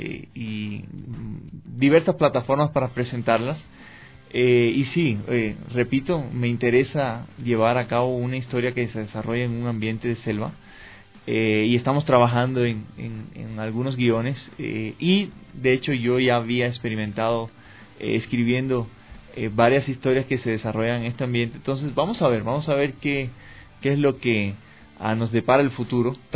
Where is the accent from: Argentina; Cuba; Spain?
Cuba; moved away as an adult; now in Ecuador; Soy cubano, nací allá, estoy radicado en el Ecuador desde 1998. Vine ese año justamente a estudiar comunicación social en el Centro Cristiano de Comunicaciones de HCJB.